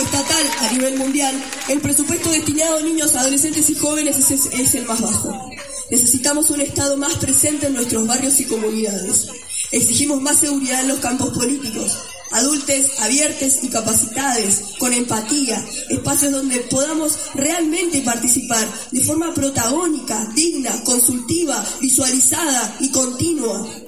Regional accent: Mendoza, Argentina; vengo de Mendoza

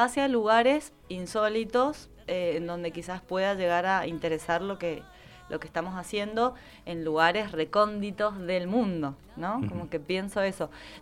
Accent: Berazategui, Buenos Aires Province, Argentina; also born or lived in Córdoba; Nací en Capital, pero después mis viejos, porque hacían trabajo social, nos trasladamos a Buenos Aires y viví mis primeros 4 años en Berazategui, también provincia de Buenos Aires.

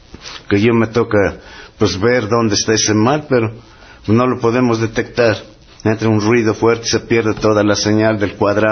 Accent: San Pedro Tlacotepec, Tlaxcala, Mexico; Es San Pedro Tlacotepec.

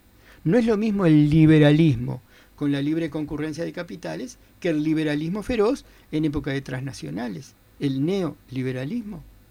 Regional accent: Uruguay; hay una cosa muy curiosa que como uruguayos deberíamos recordar o hablar con nuestros padres

